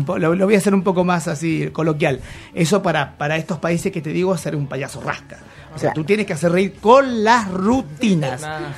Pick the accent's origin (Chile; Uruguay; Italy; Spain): Chile; El público chileno, a pesar de que nosotros somos chilenos, es exigente.